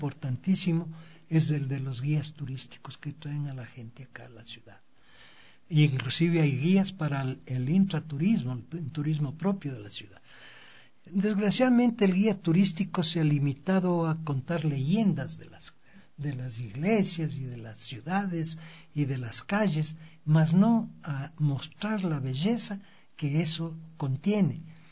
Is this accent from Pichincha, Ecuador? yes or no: yes; Quito, Pichincha, Ecuador; yo como quiteño, como ecuatoriano, no puedo entrar a la compañía a fotografiar.